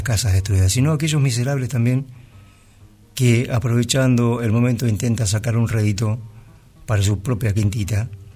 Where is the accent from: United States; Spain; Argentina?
Argentina; Bahía Blanca, Buenos Aires Province; la ciudad de Bahía Blanca, aquí cerquita. Ciudad donde yo nací, ciudad donde me crié.